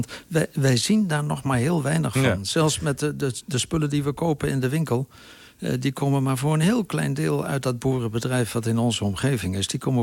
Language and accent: Dutch; Deventer, Overijssel, Netherlands; born there; now in Nijmegen, Netherlands; Bijna omgekeerd, want ik ben geboren in Deventer en woon nu in Nijmegen, vlakbij Kuik.